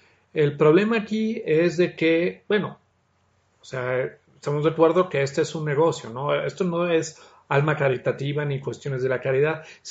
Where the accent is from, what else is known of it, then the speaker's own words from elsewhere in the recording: Mexico; Soy mexicano, amo mi país, pero soy realista